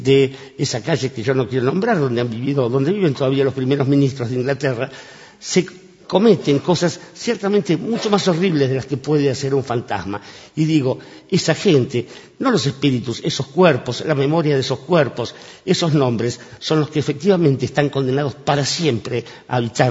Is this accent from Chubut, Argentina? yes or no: no; Buenos Aires, Argentina; no he tenido más remedio que criarme en barracas. Yo nací en Martín García, Montes de Oca, a 3 cuadras de la iglesia de Santa Felicitas